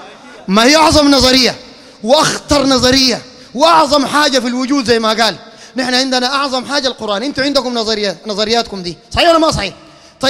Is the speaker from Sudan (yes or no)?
yes; Sudan; أنا سوداني يا أخي 100% زيك، لكن أنت شيوعي وأنا سني على سنة النبي